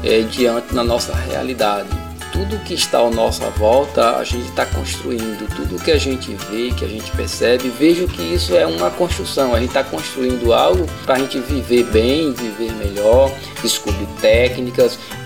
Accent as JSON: {"language": "Portuguese", "region": "Bahia", "country": "Brazil", "said": "Moro na comunidade de Mucambo, Riachão do Jacuípe, que é a cidade, e na Bahia. Sou baiano."}